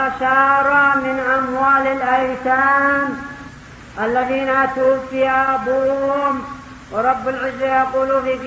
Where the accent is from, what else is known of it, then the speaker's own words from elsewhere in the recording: Yemen; وربما يشترون من الضعف عندنا في اليمن يكلفهم قدر مليون